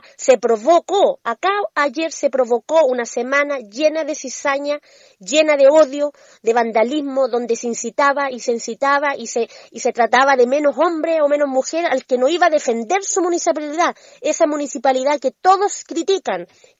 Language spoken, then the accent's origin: Spanish; Chile; born there; soy mapuche y lo somos todos los chilenos que nacimos en esta tierra, porque nuestros ancestros lo fueron.